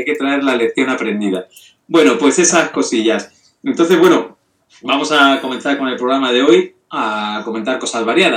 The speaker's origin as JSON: {"language": "Spanish", "town": "Santander", "region": "Cantabria", "country": "Spain", "said": "Si yo ya represento a Santander, que soy castellano, solo falta un vasco para tener todo el Cantábrico."}